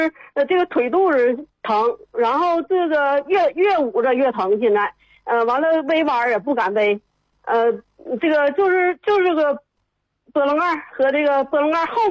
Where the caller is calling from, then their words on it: Shenyang, Liaoning, China; 我沈阳的。